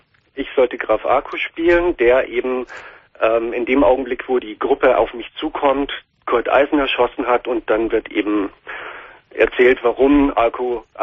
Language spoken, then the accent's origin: German; Munich, Bavaria, Germany; Und ich spiele derzeit in meiner Heimatstadt, also in Bayern, in München